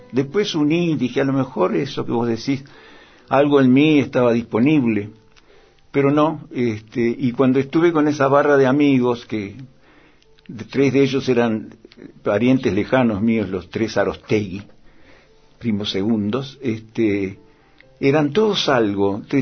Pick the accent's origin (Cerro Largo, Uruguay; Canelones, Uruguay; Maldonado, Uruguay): Cerro Largo, Uruguay; Melo; also born or lived in Montevideo; una tía mía que era directora de una escuela en Melo, mi ciudad natal, y yo estaba en Montevideo para que me cuidaran mejor ahí.